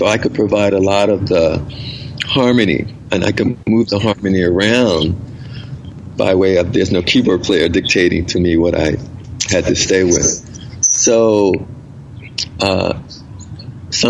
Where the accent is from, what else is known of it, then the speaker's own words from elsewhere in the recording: Philadelphia, Pennsylvania, United States; when I grew up in South Philadelphia.